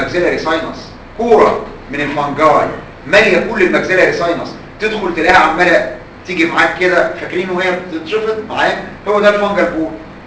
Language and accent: Arabic; Egypt; وعندنا في مصر كتير قوي